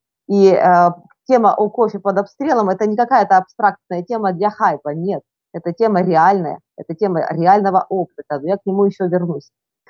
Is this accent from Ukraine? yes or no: yes; Donbas, Ukraine; И тем не менее я родом с Донбасса.